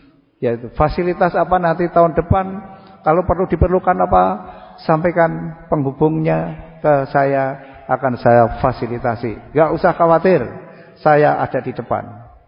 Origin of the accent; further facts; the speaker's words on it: Bantul, Special Region of Yogyakarta, Indonesia; tapi saya isih gratul-gratul masih bisa bahasa Jawa. Karena aslinya saya yang wong Bantul.